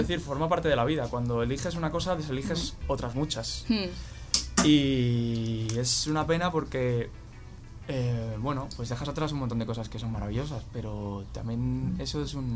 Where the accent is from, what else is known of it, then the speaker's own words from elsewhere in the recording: Spain; accent: Castilian; tengo acento castellano, evidentemente, no parezco nativo